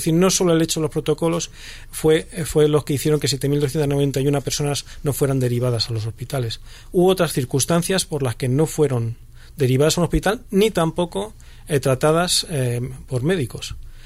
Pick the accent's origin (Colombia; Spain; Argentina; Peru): Spain; joder, qué bien somos los españoles, que hacemos una cosa bien